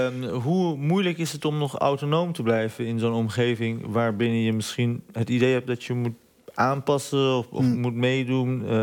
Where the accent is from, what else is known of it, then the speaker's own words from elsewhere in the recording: Netherlands; born there; Ik ben geboren in Nederland